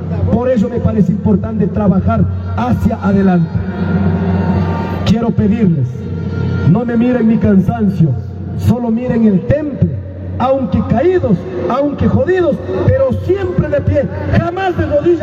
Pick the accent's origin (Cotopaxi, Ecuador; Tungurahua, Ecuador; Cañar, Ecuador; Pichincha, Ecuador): Cotopaxi, Ecuador; los que somos de Cotopaxi, perdón, los que somos